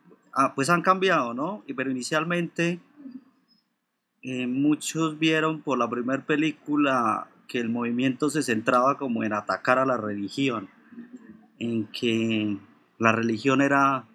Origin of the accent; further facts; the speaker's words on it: Colombia; yo creo que todos los que estamos aquí, o por lo menos los que estamos acá, que somos colombianos